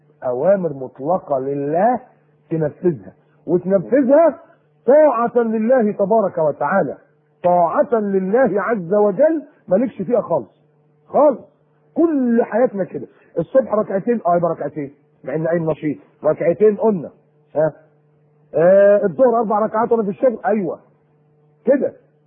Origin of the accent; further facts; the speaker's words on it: Egypt; بيقولوا إن إحنا فراعنة وأصلنا كمصريين فراعنة